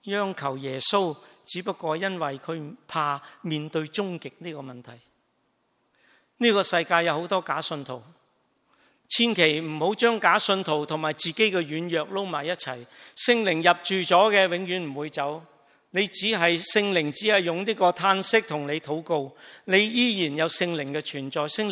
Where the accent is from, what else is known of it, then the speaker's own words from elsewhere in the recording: China; 我哋中国人讲句最俗嘅说话，叫读屎片